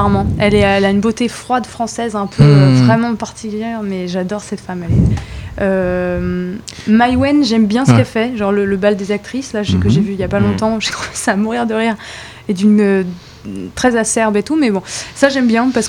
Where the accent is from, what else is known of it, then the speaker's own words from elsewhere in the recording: France; On a une culture française riche. Je suis française.